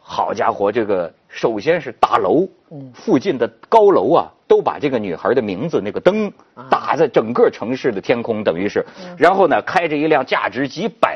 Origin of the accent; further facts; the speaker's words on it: Shijiazhuang, Hebei, China; 哎，就说我老家吧，石家庄吧